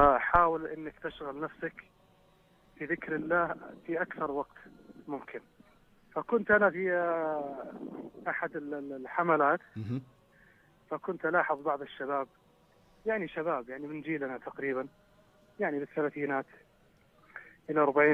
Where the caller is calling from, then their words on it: Turaif, Northern Borders, Saudi Arabia; تحدث من محافظة طريف